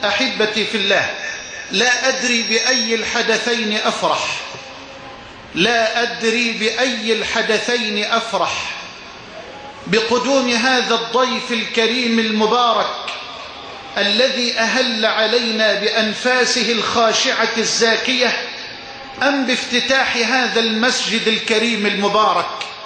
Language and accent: Arabic; Dakahlia, Egypt; وأن يبارك أهل بلدتي وقرية الطيبة جموه الذي شاء الله لها أن تشرف وتكرم في أنحاء الأرض بفضله سبحانه